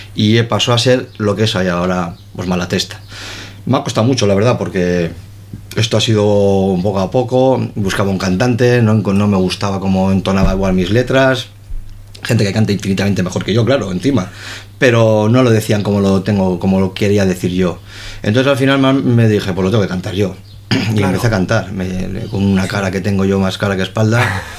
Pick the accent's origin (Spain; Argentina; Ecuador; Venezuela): Spain; Santurtzi, Basque Country; now in Zierbena, Spain; No, yo soy de Santurce, sí. Ahora no vivo en Santurce, vivo en Ciérvana, estupendamente, pero yo soy de Santurce. Y siempre lo seré.